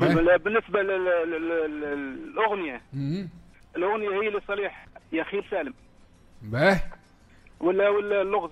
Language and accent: Arabic; Jedaida, Manouba, Tunisia; انا من جديده